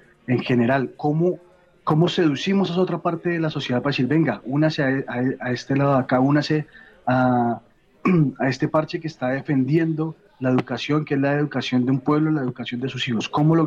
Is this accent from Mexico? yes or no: no; Colombia; Hemos cargado una historia muy grande en los hombros, no solamente como colombianos, sino también como latinoamericanos, ¿no?